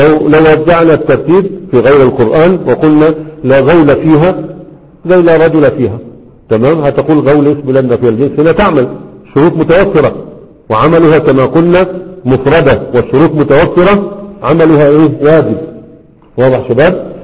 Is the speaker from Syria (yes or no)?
no; Egypt; لكن عندنا في مصر ما في طبقات